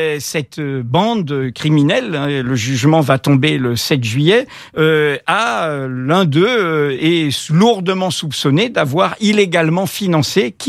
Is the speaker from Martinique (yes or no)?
yes; Martinique; also born or lived in Algeria; j'ai grandi jusqu'à l'âge de 18 ans hors de France, je suis fait aussi du monde. Mon pays d'enfance, c'est la Martinique, mon pays de jeunesse, c'est l'Algérie